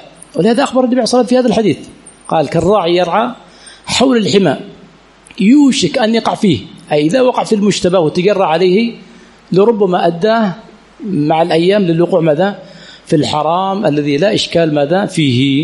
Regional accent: Aden, Yemen; عندنا في عدن يقولونه فوفل حالي

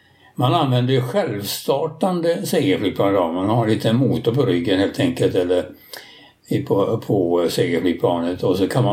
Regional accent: Landskrona, Skåne, Sweden; born there; Jag är född i Landskrona.

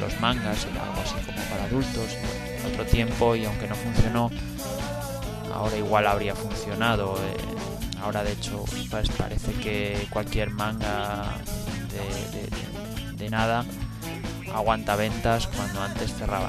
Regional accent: Aragon, Spain; aunque no es mi lengua materna ni tengo familia allí. Pues bueno, la cercanía hace que en Aragón se coja la cadena TV3 y muchos aprendamos catalán con los dibujos animados en esa época.

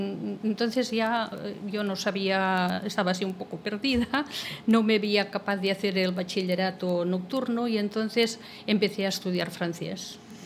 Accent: Terrassa, Catalonia, Spain; accent: Catalan; Yo soy de Tarrasa, se me nota un poco el acento catalán al hablar en castellano.

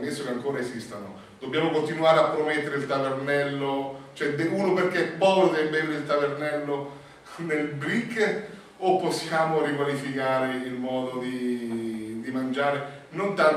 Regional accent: Umbria, Italy; Io sono umbro, produzione di olio

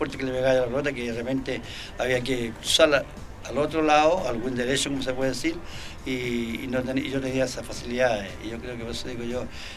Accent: Chile; Yo confío mucho en Chile, pero como chileno me quiero que empate o gane.

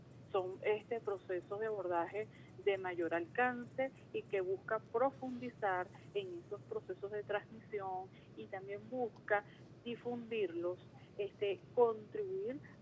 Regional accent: Venezuela; constituyen un elemento fundamental en nuestra identidad como venezolanos.

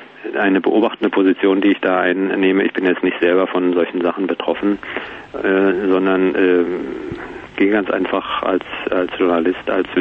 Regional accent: Berlin, Germany; wenn man in einer Stadt wie Berlin wohnt, wo ich herkomme

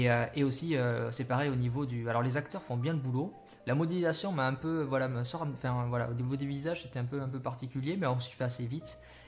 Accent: Bayonne, Nouvelle-Aquitaine, France; on est originaire du côté de Bayonne, tous les deux. Et donc c'est en Aquitaine.

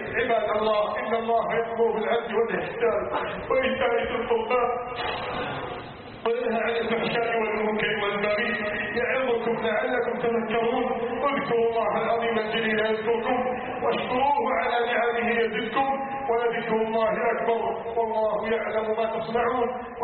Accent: Egypt; اللهم احفظ بلدنا مصر من كيد الكائدين

